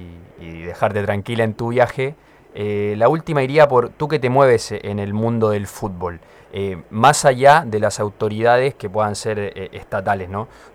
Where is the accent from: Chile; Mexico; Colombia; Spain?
Chile; Y que por lo menos yo que vengo de Chile